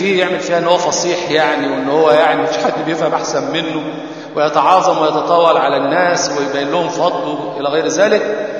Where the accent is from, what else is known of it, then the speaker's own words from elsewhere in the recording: Egypt; بيحبوا يختموا القرآن زي عندنا في مصر ليلة 27